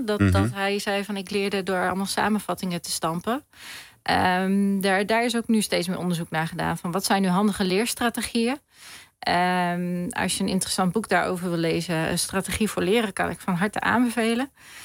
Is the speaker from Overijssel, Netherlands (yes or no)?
yes; Hengelo, Overijssel, Netherlands; Ja, ik kom zelf ook uit het oosten van het land, Hengelo.